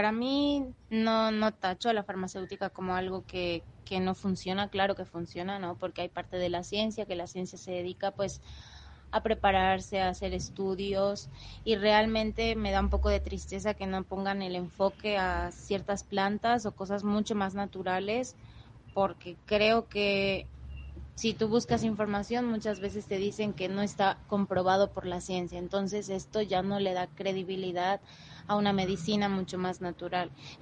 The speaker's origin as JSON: {"language": "Spanish", "town": "San Cristóbal de las Casas", "region": "Chiapas", "country": "Mexico", "said": "soy originaria de San Cristóbal de las Casas, Chiapas, donde mi familia es de un pueblo cercano y otra mitad de Ciudad de México."}